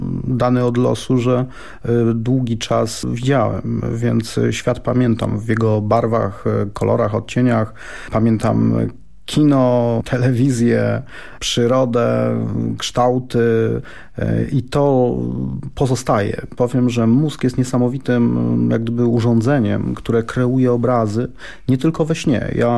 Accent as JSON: {"language": "Polish", "town": "Lublin", "region": "Lublin Voivodeship", "country": "Poland", "tie": "born or raised there", "said": "Ja wychowywałem się w Śródmieściu, ulica Żwirki Wigury, tuż pod kinem Grunwald, pod GKO"}